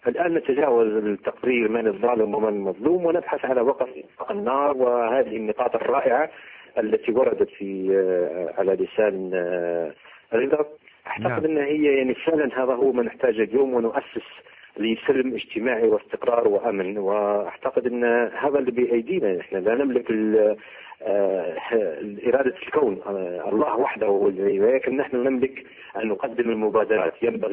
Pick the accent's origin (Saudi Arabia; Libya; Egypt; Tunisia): Libya; نحن كليبيين